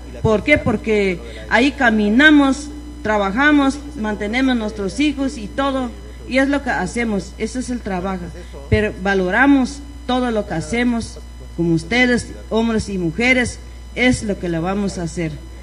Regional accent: Guatemala; moved away; Nosotras somos de Guatemala, pero estamos participando con un grupo de personas que gestiona la situación de problemas de migrantes.

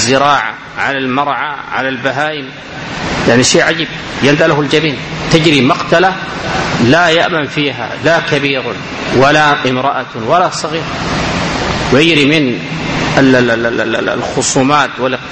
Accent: Sudan; وهذا ما يجري في بعض البلاد عندنا في السودان بعض المناطق

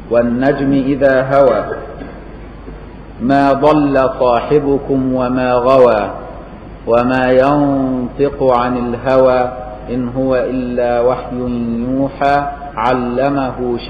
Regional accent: Egypt; اللي مدفونة هنا في ميدان السيدة عائشة عندنا في مصر

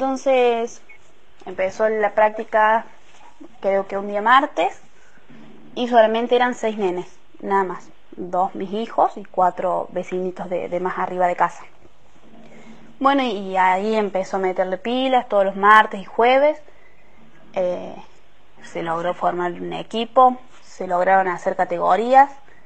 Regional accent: Huerta Grande, Córdoba, Argentina; somos de Huerta Grande, del barrio Villa Parque, entre los límites de Los Lirios.

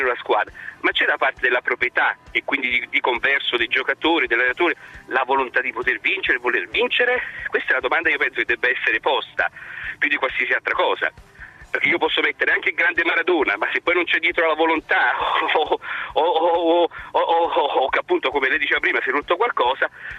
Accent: Naples, Campania, Italy; essendo napoletano, diciamo, puro sangue

